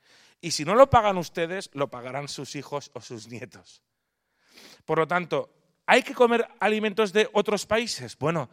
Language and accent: Spanish; Palma, Balearic Islands, Spain; accent: Castilian; moved away as an adult; now in Pamplona, Spain; de origen o natural de Palma de Mallorca, de padre italiano y de madre mallorquina. Pero vaya, yo ya nací en Palma de Mallorca, por lo que ven mi acento es totalmente castellano, no tengo acento italiano.